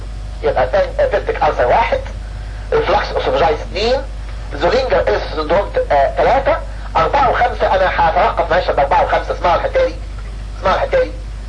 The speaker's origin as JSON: {"language": "Arabic", "country": "Egypt", "said": "والناس عندنا في مصر ما تحبش اللونج تيرم ثيرابي"}